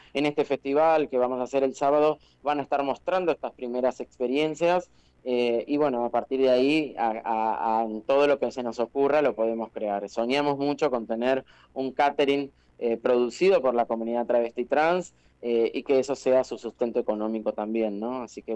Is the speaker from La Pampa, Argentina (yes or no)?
yes; Huatraché, La Pampa, Argentina; also born or lived in Macachín; casi pampeano, sí, mis pueblos y mi adolescencia la he vivido en Huatraché, en Macachín, también he trabajado para empresas en La Pampa, de viajes estudiantiles, así que tengo parte del corazoncito también pampeano